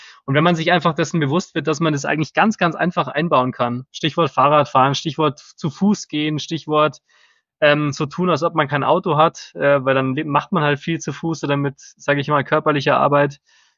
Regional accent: Bavaria, Germany; jetzt sind immer so viele Schweinshaxen, genau, gerade bei uns in Bayern natürlich.

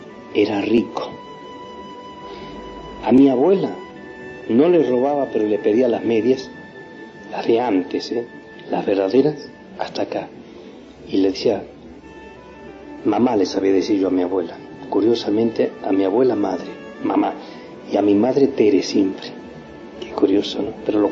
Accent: San Miguel de Tucumán, Tucumán, Argentina; Nací en San Miguel de Tucumán un 23 de agosto del año 1941.

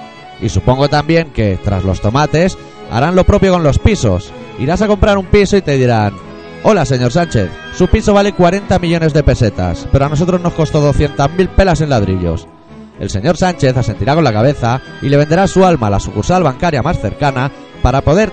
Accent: Catalonia, Spain; Si los únicos que le ponemos tomate al pan somos los catalanes.

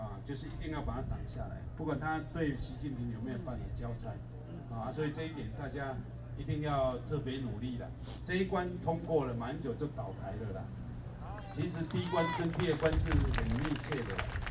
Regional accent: Taiwan; 因为我们台湾人有一个习惯哦，做避暑的啦

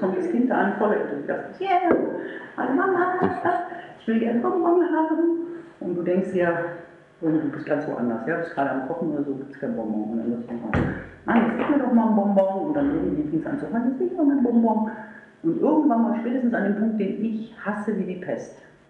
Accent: Meerbusch, North Rhine-Westphalia, Germany; Weil ich komme aus Meerbusch, das ist nicht eine ganz kleine Ecke.

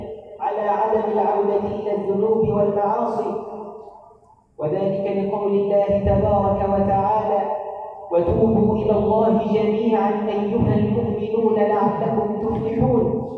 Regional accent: Egypt; اللهم اجعل بلدنا مصر أمانا سخاء رخاء وسائر بلاد

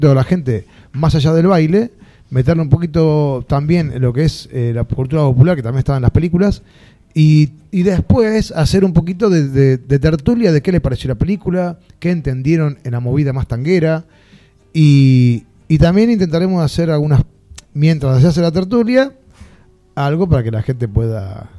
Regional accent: Lanús, Buenos Aires Province, Argentina; ese hermoso barrio, plateado por la luna, arrabalero, que me dio una infancia tan bonita, y se llama Lanús. Somos tantos de Lanús

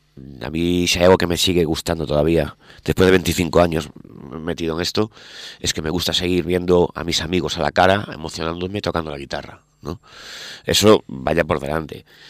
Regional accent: Vigo, Galicia, Spain; yo estoy en Bayona, siempre en verano. O sea, bueno, es la zona. O sea, Vigo es mi casa, es mi tierra, al fin y al cabo.

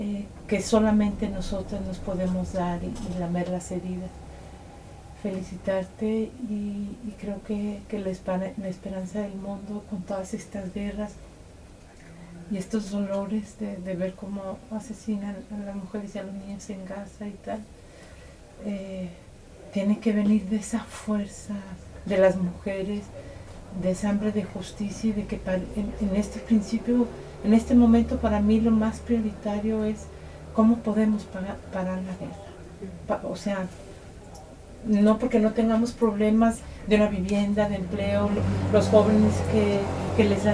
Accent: Mexico; yo vengo de México también

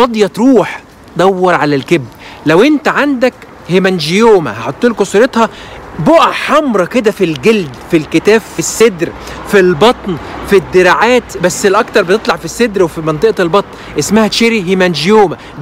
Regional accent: Egypt; احنا عندنا في مصر بنسميه فجل

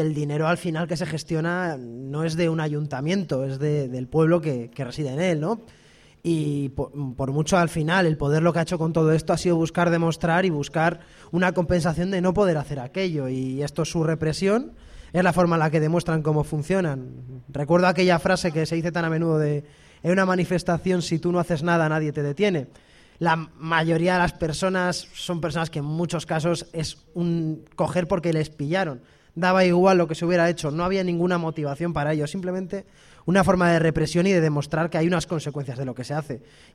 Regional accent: Aranda de Duero, Castile and León, Spain; Yo soy de Aranda, aparte, pero pero al final quiero decir, en mi barrio también es un barrio trabajador, en Aranda, de clase trabajadora

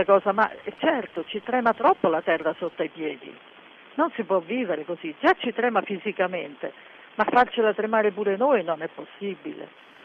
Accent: Delia, Sicily, Italy; Noi veniamo da Delia, che è un paesino nel centro della Sicilia, in montagna

